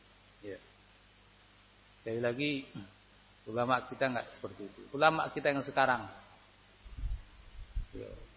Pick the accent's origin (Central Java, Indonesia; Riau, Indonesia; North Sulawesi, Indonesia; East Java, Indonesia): Central Java, Indonesia; Temanggung; Saya dari Temanggung enggak tahu kondisi sini.